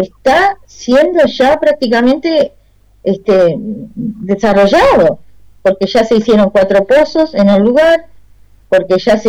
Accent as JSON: {"language": "Spanish", "country": "Uruguay", "said": "yo realmente nunca podría haber pensado que en mi país, con toda el agua que tenemos, agua dulce"}